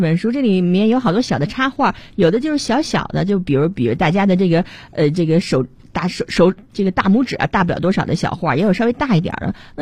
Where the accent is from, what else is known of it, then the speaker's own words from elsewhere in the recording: China; 因为我是中国人